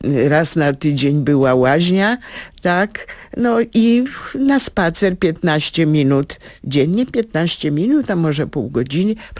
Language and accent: Polish; Międzyrzec Podlaski, Lublin Voivodeship, Poland; now in Warsaw, Poland; Pochodzimy z tego samego miasta, Międzyrzec Podlaski, a teraz jesteśmy obydwie obywatelkami honorowymi Międzyrzeca, a teraz też mieszkamy niedaleko siebie. Ja w Międzylesiu, ona w Otwocku